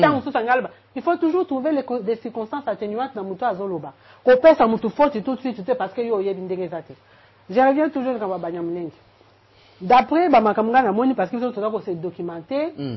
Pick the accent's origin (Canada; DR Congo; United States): DR Congo; Tout ça, on est congolais.